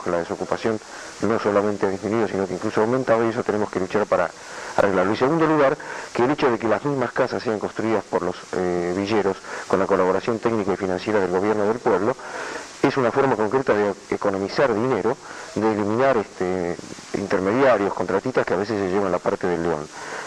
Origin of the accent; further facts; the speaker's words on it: Argentina; porque sigo siendo peronista y además soy argentino